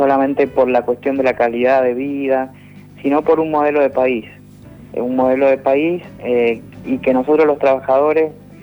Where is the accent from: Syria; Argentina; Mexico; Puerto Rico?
Argentina; Mendoza; Yo soy de Mendoza y pudimos en esta provincia el 4 de abril pasado realizar una marcha multitudinaria